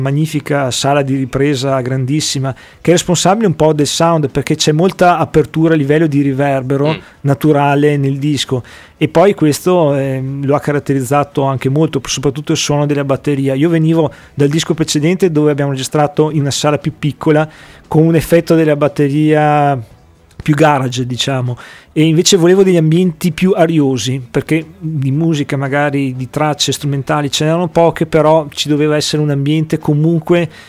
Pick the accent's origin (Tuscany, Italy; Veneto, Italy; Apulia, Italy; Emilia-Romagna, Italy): Veneto, Italy; Verona; perché poi vengo da Verona e quindi nel negozio buono cittadino, potremmo dire.